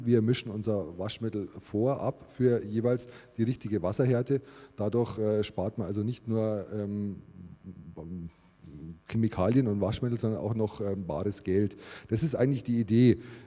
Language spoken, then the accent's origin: German; Munich, Bavaria, Germany; bin auch aus München.